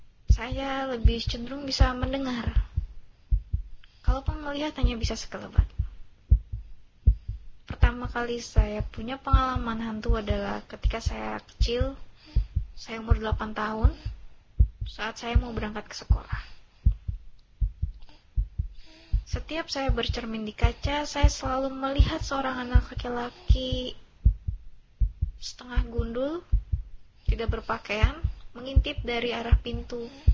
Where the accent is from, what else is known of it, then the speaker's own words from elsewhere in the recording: Balikpapan, East Kalimantan, Indonesia; born there; Saya lahir di Balikpapan, Kalimantan Timur. Dan saya asli keturunan Jawa.